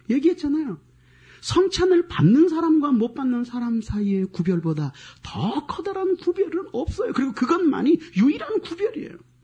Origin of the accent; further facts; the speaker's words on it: Gangwon, South Korea; now in Seoul, South Korea; 나 서울에서 태어나서 경기도는 본적이고 강원도에서 자랐어요. 근데 서울로 다시 왔어요.